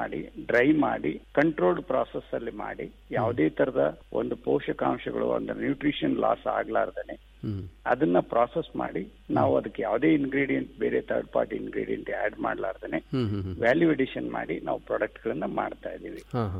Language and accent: Kannada; Budagumpa, Karnataka, India; ನಾನು ಹಳ್ಳಿಯಲ್ಲೇ ಹುಟ್ಟಿ ಕನ್ನಡ ಮೀಡಿಯಂದಲ್ಲೇ ನಾನು ಓದ್ದವನು. ಅಲ್ಲೇ ಒಂದು ಗಂಗಾವತಿ ಹತ್ರ ಕಾರ್ಟಿಗೆ ಬೂದ್ಗುಂಪ ಅಂತ ಒಂದು ಊರಿಂದ